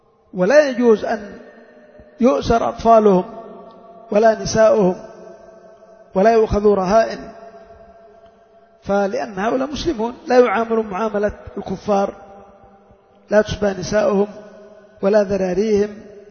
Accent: Yemen; لأن الناس مثلا عندنا في اليمن

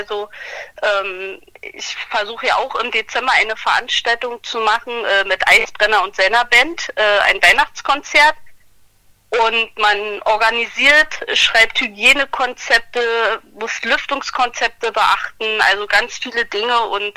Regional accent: Brandenburg, Germany; Brandenburg im Kreis Barnim.

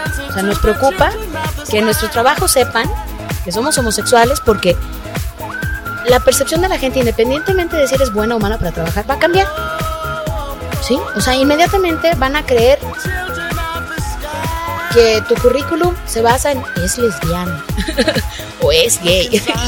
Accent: San Luis Potosí, Mexico; porque todas somos potosinas

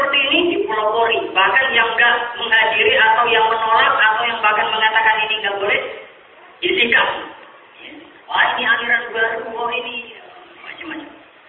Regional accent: Sulawesi, Indonesia; Daerah Sulawesi sana, daerah saya

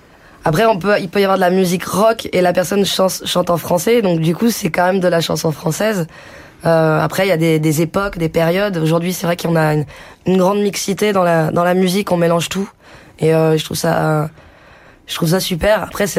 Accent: France; même si on est français, il y a beaucoup de choses qui se mélangent

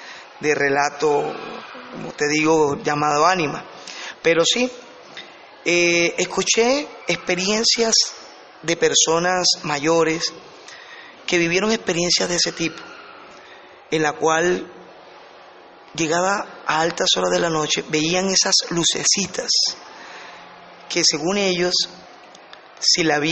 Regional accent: Colombia; nuestro país, Colombia, son ricas en mitos y leyendas

